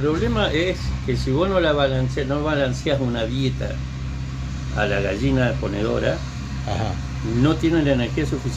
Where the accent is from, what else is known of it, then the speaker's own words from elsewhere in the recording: San Rafael, Mendoza, Argentina; Yo vengo de una familia, yo soy San Rafaelino, de Mendoza.